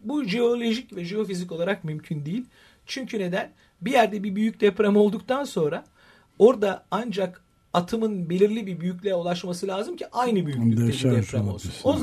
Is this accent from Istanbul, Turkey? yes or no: yes; Istanbul, Turkey; Ve şans şu, ben İstanbul doğumluyum.